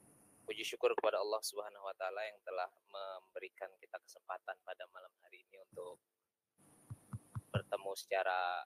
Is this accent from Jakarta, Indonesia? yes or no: yes; Jakarta, Indonesia